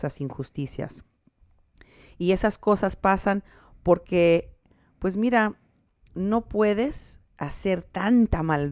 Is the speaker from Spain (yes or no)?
no; Mexico; Y juntos, nosotros juntos como mexicanos, nos podemos empezar a apoyar.